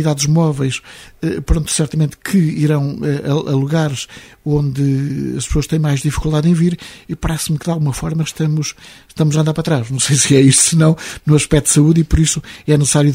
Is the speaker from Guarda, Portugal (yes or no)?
yes; Travancinha, Guarda, Portugal; Eu estou-me a lembrar propriamente até das minhas origens, da minha terra natal, de Travancinha.